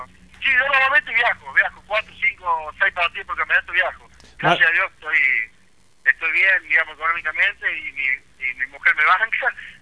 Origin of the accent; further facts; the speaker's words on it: Córdoba, Argentina; moved away as an adult; Yo soy de Córdoba, yo me vine hace 5 años acá.